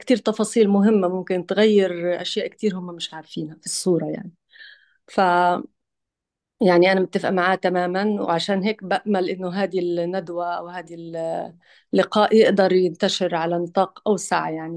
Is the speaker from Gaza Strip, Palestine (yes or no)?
yes; Gaza, Gaza Strip, Palestine; أنا أصلا من غزة ومتابعة يعني إلى درجة من العمق طبعا بالأحداث بصفتي يعني فلسطينية ومن غزة